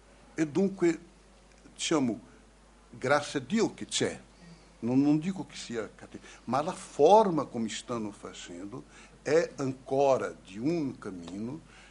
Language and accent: Italian; Recife, Pernambuco, Brazil; Italian is a second language; almeno io non sono di São Paulo, sono di Recife